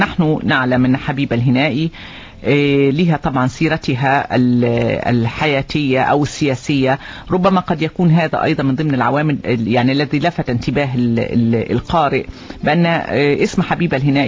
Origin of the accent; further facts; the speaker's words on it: Oman; بالنسبة لأجيالنا بصفة خاصة كعمانيين، لأننا لم نرى أو لم نعيش زنجبار ما قبل الانقلاب.